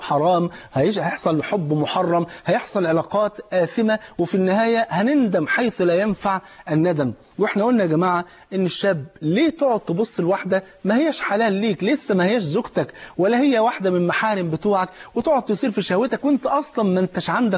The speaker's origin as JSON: {"language": "Arabic", "country": "Egypt", "said": "انت عارف الفول عندنا في مصر فرض عين"}